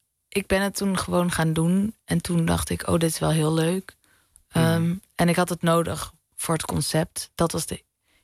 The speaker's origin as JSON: {"language": "Dutch", "town": "Amsterdam", "region": "North Holland", "country": "Netherlands", "said": "ik kom uit de Pijp in Amsterdam en dat die wijk is volledig veranderd."}